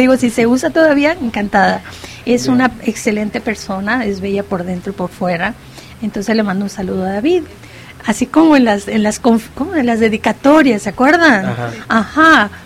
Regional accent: Mexico; qué tanto hacemos cada uno de nosotros realmente como mexicanos, que estamos muy fallones

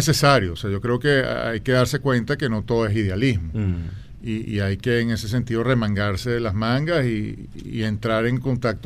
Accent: Venezuela; yo no soy inglés, ni soy tibetano, soy venezolano y estoy en Venezuela

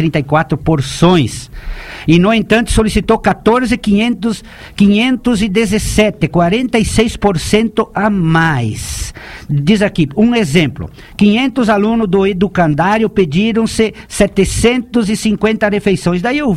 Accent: Chapecó, Santa Catarina, Brazil; eu nasci em Chapecó, eu continuo morando na mesma propriedade onde eu nasci.

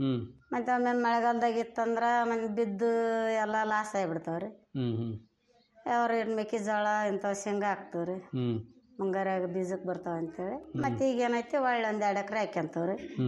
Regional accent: Chalakamakki, Karnataka, India; ಕೊಪ್ಪಳ ಜಿಲ್ಲೆ ಕೊಪ್ಪಳ ತಾಲೂಕು ರೀ. ಎಲ್ಕಲ್ಗಡ ಹೋಬಳಿ ರೀ.

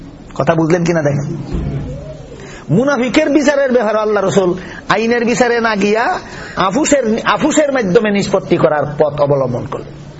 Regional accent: Sylhet Division, Bangladesh; আমরা সিলেটি বাসা খুব তুকাইয়া খাইলাই তো

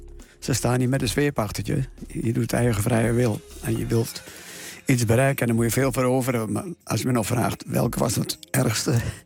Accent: Overijssel, Netherlands; Ja, ongetwijfeld Twente. En het plekje aan het kanaal Almen-Nottum waar ik geboren ben. Ja, dat is toch wel mijn thuis.

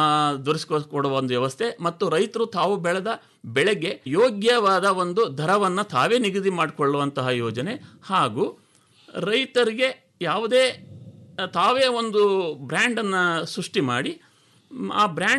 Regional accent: Udutadi, Karnataka, India; ನಮ್ಮ ಊರು ಒಂದು ಶಿವಶರಣರ ನಾಡು. ಶಿಕಾರ್ಪುರ ಅಂದರೆ ಶಿವಶರಣರ ನಾಡು ಅಂತಲೇ ಪ್ರಖ್ಯಾತಿಯನ್ನು ಹೊಂದಿರತಕ್ಕಂತಹ ನಾಡು.

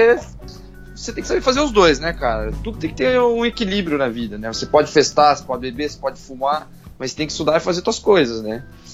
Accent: Paraná, Brazil; Eu sou do Paraná.

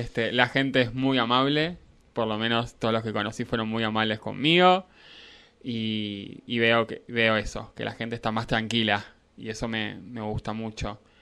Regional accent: Lobos, Buenos Aires Province, Argentina; moved away as an adult; Yo nací en Lobos, me caí en Lobos, me fui a vivir a Capital Federal para hacer los estudios universitarios.

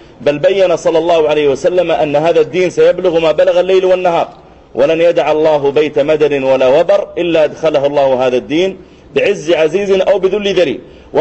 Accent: Saudi Arabia; بل حتى عندنا في المملكة العربية السعودية عدد من المشايخ الكرام

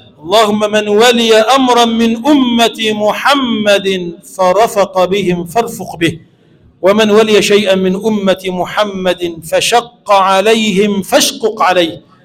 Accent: Egypt; اللهم اجعل بلدنا مصر بلدا آمنا مطمئنا

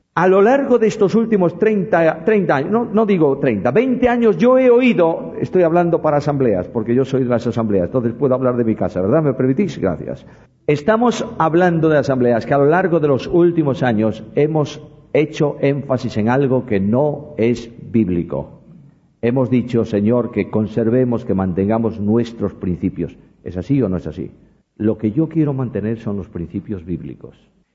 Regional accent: Spain; Somos así porque somos españoles, ¿verdad?

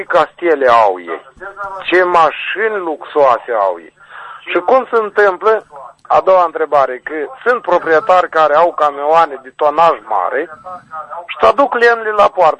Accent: Nisporeni, Nisporeni District, Moldova; Eu sunt toată din Nisporeni. … am zis, din Nisporeni.

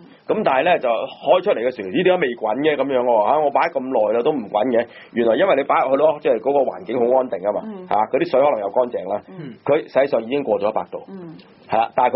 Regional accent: Hong Kong; 不過我哋香港人就唔會倒轉嚟讀嘅，

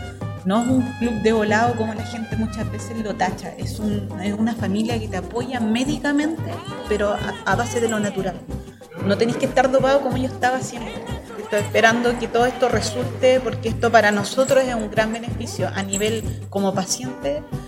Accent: Villa Alemana, Valparaíso, Chile; pertenezco a la ciudad de Villa Alemana

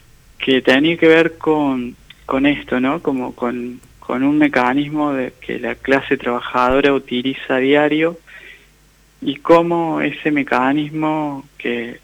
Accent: Jesús María, Córdoba, Argentina; also born or lived in Colonia Caroya; Nací en Colonia Carolla y en Jesús María transité como la mayoría de mi infancia y adolescencia.

